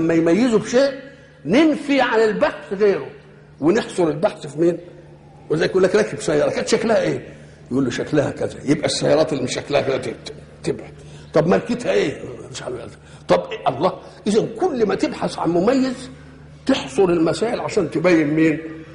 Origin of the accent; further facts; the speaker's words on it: Egypt; أنا مصري،